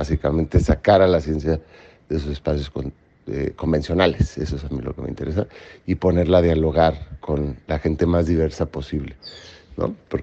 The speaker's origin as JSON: {"language": "Spanish", "region": "Mexico City", "country": "Mexico", "tie": "born there", "also_born_or_lived": "Los Mochis", "said": "tengo 41 años. Nací con un pie en la Ciudad de México y el otro en Los Mochis, Sinaloa."}